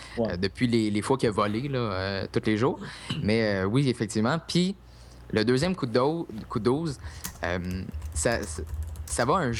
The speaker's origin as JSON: {"language": "French", "country": "United States", "second_language": "French", "said": "Moi, par expérience, je suis un peu plus les États-Unis parce que je suis américain"}